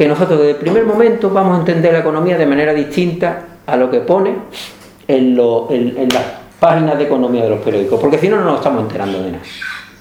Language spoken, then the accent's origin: Spanish; Andalusia, Spain; aquí somos todos cercanos al centro del mundo de Morón, todos somos andaluces.